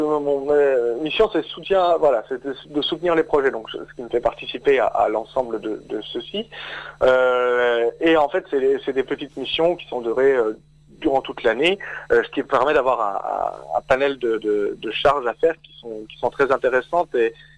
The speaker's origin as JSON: {"language": "French", "town": "Épinal", "region": "Grand Est", "country": "France", "tie": "born or raised there", "also_born_or_lived": "Mirecourt", "said": "je suis originaire des Vosges à la base, oui, de la plaine. Je suis né à Épinal à la base, et j'ai fait mes études après. Enfin, j'ai fait mon lycée à Mirecourt, déjà en option théâtre, et après, seulement après, j'ai rejoint Nancy, oui."}